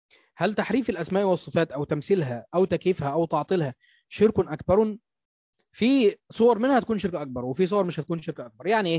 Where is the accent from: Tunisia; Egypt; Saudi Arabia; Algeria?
Egypt; وده موجود عندنا في مصر كتير بالذات في الاماكن الريفيه وفي الصعيد